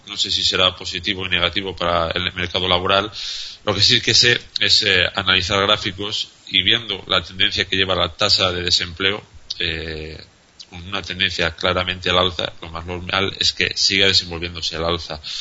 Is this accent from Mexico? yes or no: no; Spain; a nivel como español, a nivel de ciudadano